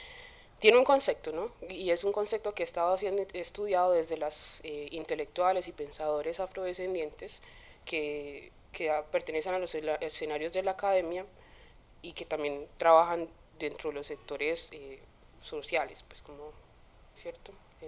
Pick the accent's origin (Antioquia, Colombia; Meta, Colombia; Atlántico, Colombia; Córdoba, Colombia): Antioquia, Colombia; Medellín; born there; Yo nací aquí en Medellín, pero mi familia es casi que un 98% del Pacífico, específicamente de Quibdó y de Tado. Entonces mi familia materna es de Tado